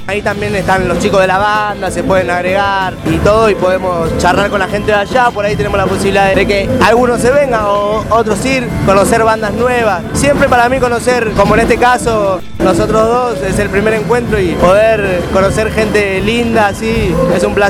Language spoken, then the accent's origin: Spanish; Merlo, Buenos Aires Province, Argentina; yo soy de Merlo, Libertad, pero soy del oeste.